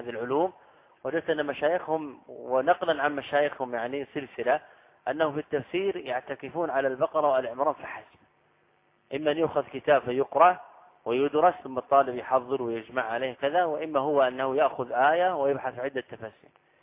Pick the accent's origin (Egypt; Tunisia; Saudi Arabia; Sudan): Saudi Arabia; أنا لست من أهل مصر. تسأل أهل البلد، هذا من الغرائب على الطلاب سبحان الله. يعني أنا قادم من السعودية تحشرني في مسائل؟